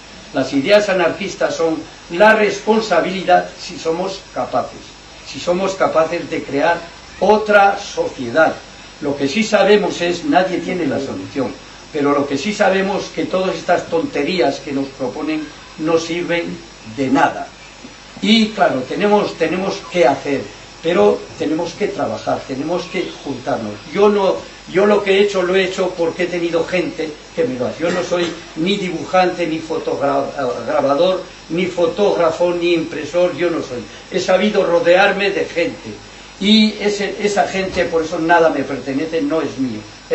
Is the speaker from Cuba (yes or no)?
no; Navarre, Spain; en Navarra, en la ribera de Navarra, en mi tierra, gente buenísima